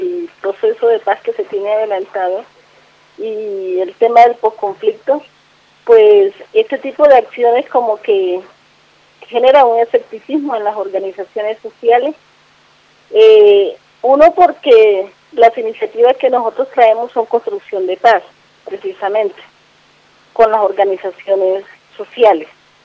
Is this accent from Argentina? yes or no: no; Arenal, Bolívar, Colombia; now in Bogotá, Colombia; Pues yo soy de Arenal Sur de Bolívar y mi domiciliaria está en la ciudad de Bogotá, es de polo a polo, bastante distante.